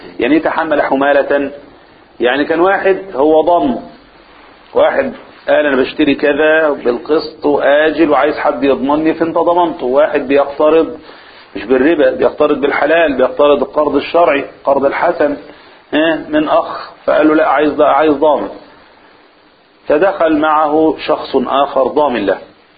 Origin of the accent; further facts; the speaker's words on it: Egypt; احنا عندنا في مصر نكتة يعني فكاهة